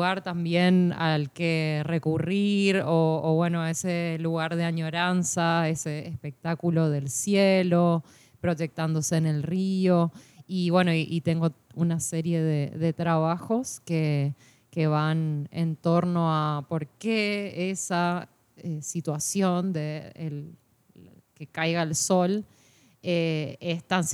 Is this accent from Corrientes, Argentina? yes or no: yes; Corrientes, Argentina; tan propio de la ciudad de Corrientes, que es de donde soy yo